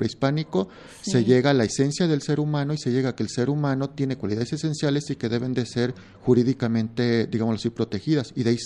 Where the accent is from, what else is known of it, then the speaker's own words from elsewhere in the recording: Mexico; sí son temas que a nosotros como mexicanos nos llegan a interesar